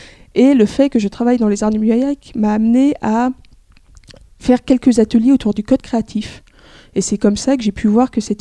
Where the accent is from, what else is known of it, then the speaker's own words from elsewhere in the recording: Rennes, Brittany, France; je suis née à Rennes, où j'ai passé une grande partie de mon enfance et de ma jeunesse jusqu'à mes 20 ans.